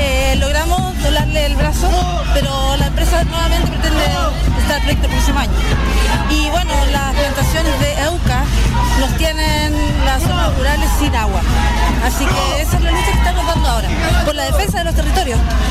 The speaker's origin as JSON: {"language": "Spanish", "town": "Los Lagos", "region": "Los Ríos", "country": "Chile", "said": "Soy de Valdivia, específicamente de Los Lagos, comuna de Los Lagos."}